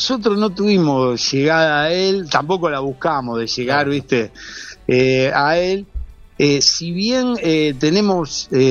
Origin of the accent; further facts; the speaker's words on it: Cañada de Gómez, Santa Fe, Argentina; Y yo soy de Cañada de Gómez, que estamos pegaditos a Armstrong.